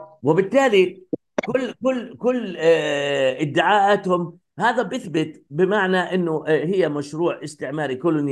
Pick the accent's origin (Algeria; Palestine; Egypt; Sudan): Palestine; يعني انا قد يكون انا كفلسطيني